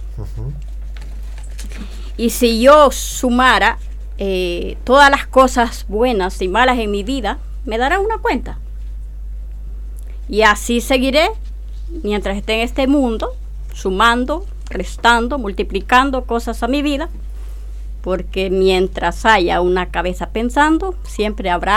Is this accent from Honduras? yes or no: yes; Honduras; y soy hondureña.